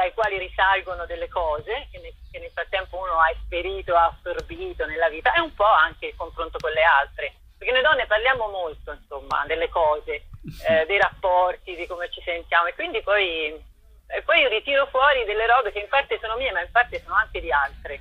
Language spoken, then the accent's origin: Italian; Tuscany, Italy; visto che io sono toscana